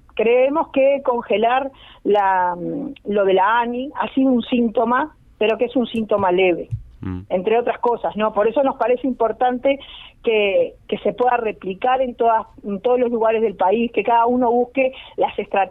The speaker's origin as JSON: {"language": "Spanish", "country": "Uruguay", "said": "buscamos, entre otras cosas, como uruguayos, que nuestro gobierno se defina el genocidio como tal"}